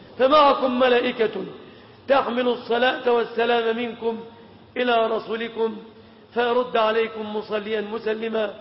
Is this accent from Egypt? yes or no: yes; Egypt; اللهم سلم بلادنا مصر